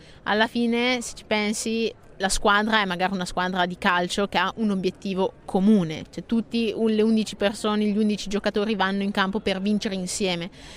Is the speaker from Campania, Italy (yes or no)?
no; Bergamo, Lombardy, Italy; io sono di Bergamo, e nonostante l'estate sia sempre a Bergamo